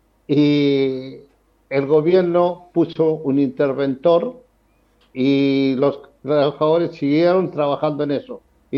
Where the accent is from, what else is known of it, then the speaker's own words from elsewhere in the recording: Santiago, Santiago Metropolitan Region, Chile; now in Argentina; autoexilio. Volvemos a Santiago, volvemos de vacaciones todos los años, pero nada más que eso. Y acá sí, somos parte de la Comisión de Derechos Humanos Chilenos en Argentina